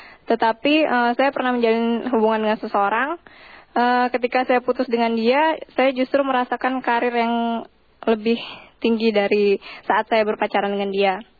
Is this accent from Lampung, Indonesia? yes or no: yes; Lampung, Indonesia; saya dari Lampung.